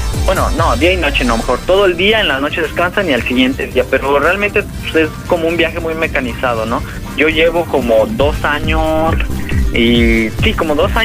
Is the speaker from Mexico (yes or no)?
yes; Mexico; soy un chico mexicano que viajo en bicicleta